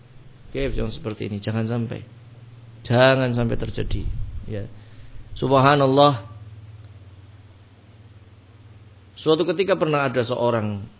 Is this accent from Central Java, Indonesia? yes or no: yes; Brebes, Central Java, Indonesia; Akhirnya dia membuka sayapnya di Brebes ketika itu, di kampung saya.